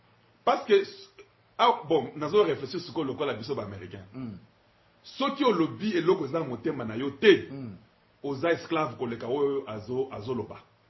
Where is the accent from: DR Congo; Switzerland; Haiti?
DR Congo; Katanga; born there; Au Katanga, c'est chez nous. Moi, je suis né au Katanga. C'est chez nous.